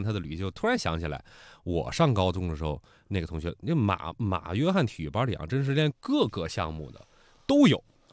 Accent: Beijing, China; 我们这个在北京长大哈，北京上学的朋友哈

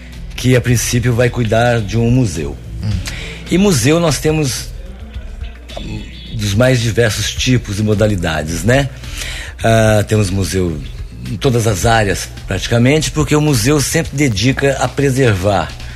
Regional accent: Guaranésia, Minas Gerais, Brazil; Eu nasci aqui em Guaranésia, né? Sou guaranesiano de coração, né? E de raça mesmo

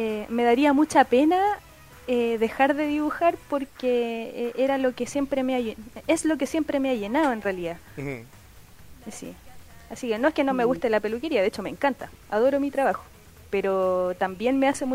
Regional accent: Puente Alto, Santiago Metropolitan Region, Chile; yo soy de Puente Alto, mi origen están ahí

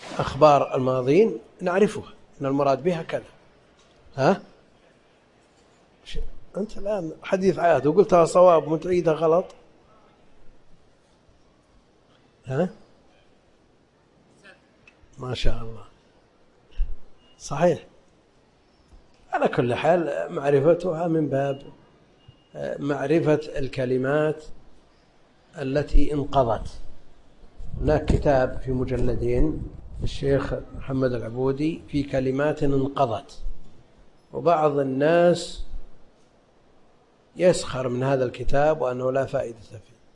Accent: Najd, Saudi Arabia; لأن هذا معروف عندنا في نجد

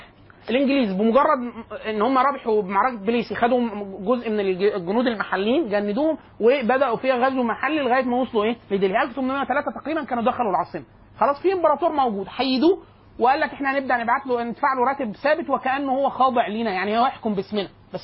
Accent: Egypt; عندنا في مصر

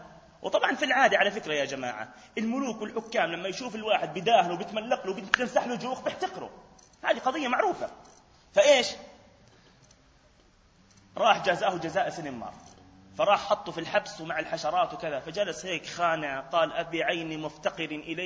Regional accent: Palestine; حتى لفظة قاضي القضاء المنتشرة عندنا في فلسطين

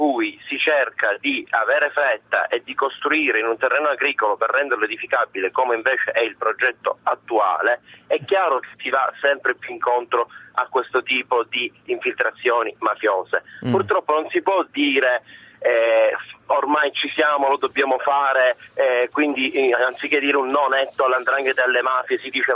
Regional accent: Palermo, Sicily, Italy; Io che sono di Palermo e sono siciliano, è da 20 anni che sento dire queste cose

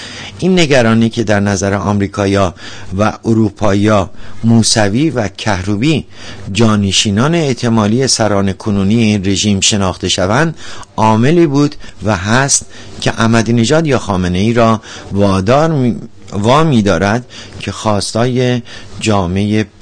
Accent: Iran; شخصا به عنوان یک ایرانی بسیار هم خوشحال هستم

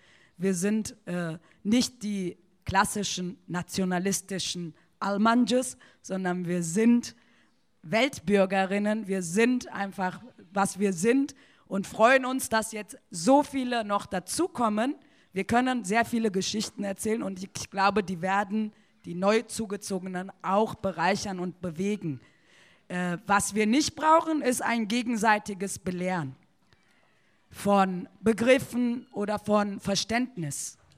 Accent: Turkey; now in Germany; Selbstverständlich, wir sind auch aus der Türkei und nicht Türken.

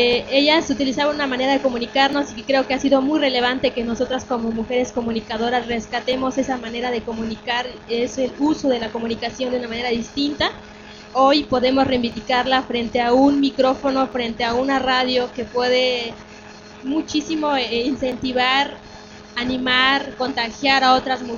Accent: Oaxaca, Mexico; yo soy de Oaxaca, México, de la radio comunitaria Mije Jambó.

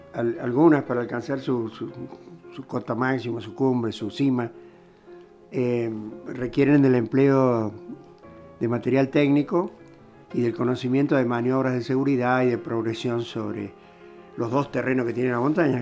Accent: Córdoba, Argentina; also born or lived in Rafaela; Soy cordobés, exacto.

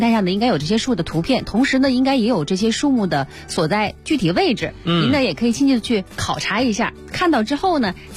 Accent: Beijing, China; 作为咱们北京人

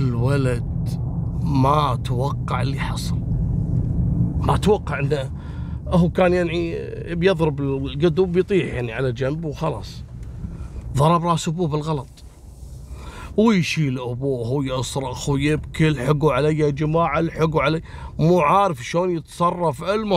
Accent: Kuwait; في منطقة العديلية عندنا في الكويت

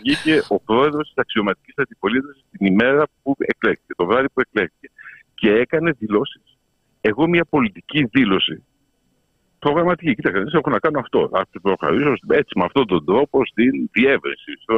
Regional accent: France; Greek is a second language; Και θα μιλήσω ως Γάλλος πολίτης. Στη Γαλλία έχουμε την αντίληψη της Ρεπουμπλίκ.

